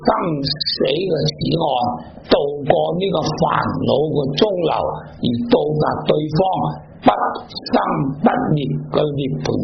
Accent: Tibet, China; 就好像我们西藏人，我们对那些屋契对那些债券对那些股票尊重呢

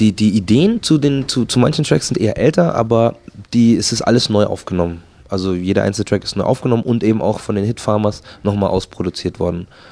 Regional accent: Markt Schwaben, Bavaria, Germany; ich bin halt aufgewachsen in Marktschwaben. Das ist ein sehr netter Vorort von München, wo, ich sag mal, der Block ganz nah am Rheinhaus liegt.

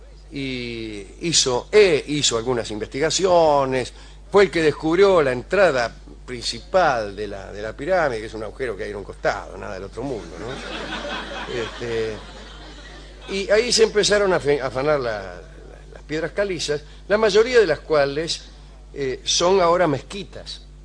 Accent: Argentina; A lo mejor no nos robamos las piedras calizas porque somos argentinos

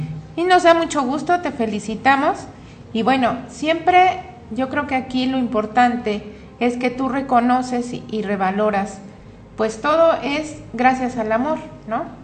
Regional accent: Mexico; y además somos mexicanos y tenemos que apoyarnos y vernos entre nosotros

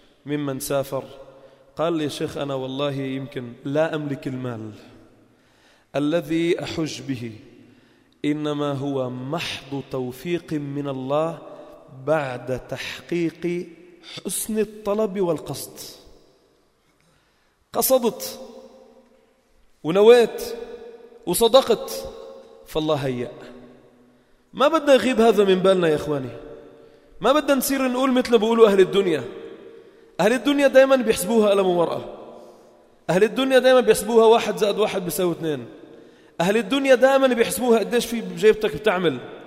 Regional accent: Palestine; من فلسطين، مش لشيء يعني أنا

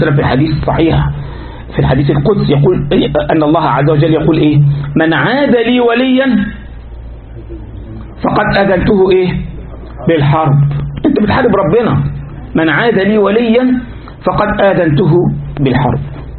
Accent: Egypt; عندنا في مصر في منطقة اسمها شبرا

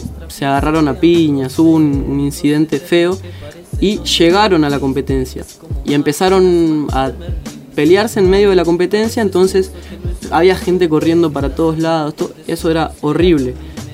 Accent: Garín, Buenos Aires Province, Argentina; De Garín. Soy de Garín.

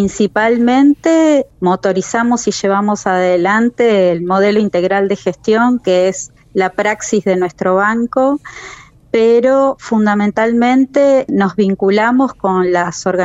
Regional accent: Trelew, Chubut, Argentina; also born or lived in La Plata; Nacida y criada en Trelew. Me fui a estudiar a La Plata a los 17 años, uh-huh. Y volví en el 2001 a la provincia del Chubut a trabajar. Así que nací, sí, en Trelew en 1976, el 19 de febrero.

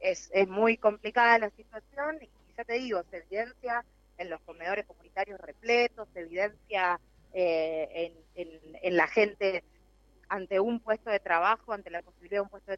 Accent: Quilmes, Buenos Aires Province, Argentina; Yo soy de Quilmes y recorro los distintos barrios populares

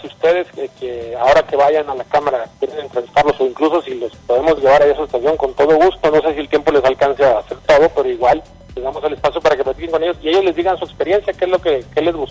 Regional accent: Nuevo León, Mexico; yo soy de Nuevo León

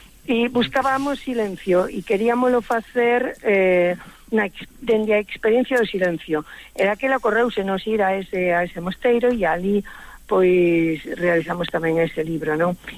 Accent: Pontedeume, Galicia, Spain; presentamos onte en Pontedeume, que é a miña vila natal, non?

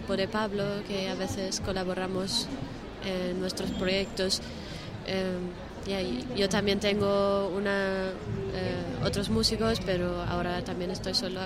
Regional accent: Germany; Spanish is a second language; now in Spain; soy alemana y llevo 4 años en España. Empecé a hacer música en alemán y aquí traduje mis textos, entonces ahora pues, soy un poco españolizado.

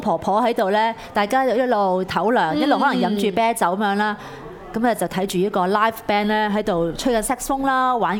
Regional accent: Hong Kong; 我哋香港人話，我哋歌聲一定要紅館

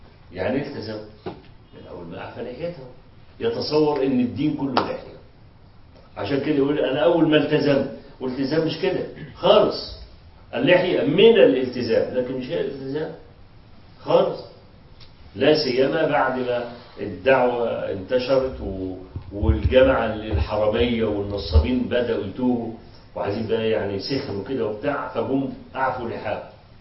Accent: Egypt; ما حصلت مشكلة توظيف الأموال عندنا في مصر

